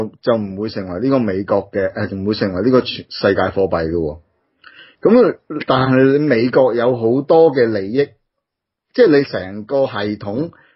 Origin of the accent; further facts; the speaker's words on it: Australia; 因为我哋澳洲人嘛